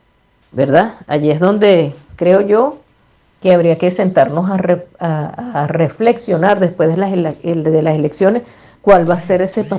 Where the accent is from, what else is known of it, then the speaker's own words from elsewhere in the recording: Venezuela; nosotros como venezolanos y venezolanas aspiramos a eso